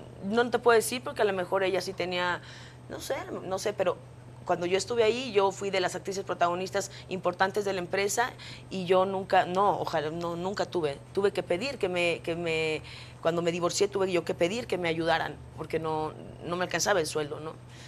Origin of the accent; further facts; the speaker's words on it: Mexico; yo siempre defiendo mucho México porque antes que nada yo soy mexicana